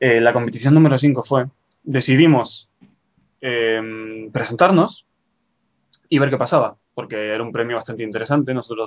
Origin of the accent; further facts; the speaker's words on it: Argentina; also born or lived in Spain; now in Japan; Yo soy de Argentina, nacido en Argentina, pero soy español.